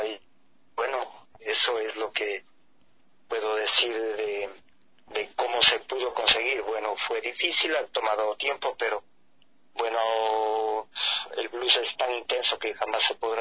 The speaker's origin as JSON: {"language": "Spanish", "town": "Ambato", "region": "Tungurahua", "country": "Ecuador", "said": "yo soy ambateño, ecuatoriano, y bueno, pues esta aventura comienza hace más o menos unos 31 años, en un barrio de Ambato"}